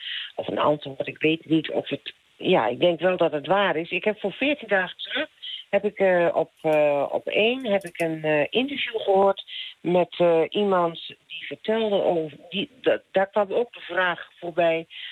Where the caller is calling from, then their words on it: Hoogeveen, Drenthe, Netherlands; uit Hoogeveen. Ik lig lekker in mijn bedje naar jullie te luisteren.